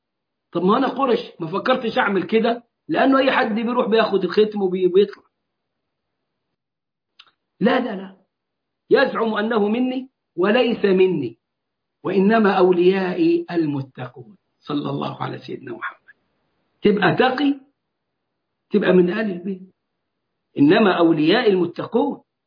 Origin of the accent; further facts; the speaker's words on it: Egypt; زي ما هم وصلين عندنا في مصر لغاية النيل